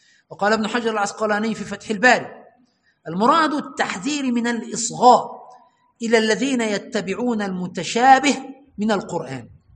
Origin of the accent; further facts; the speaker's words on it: Egypt; كما حدث عندنا في مصر بأخذ المذهب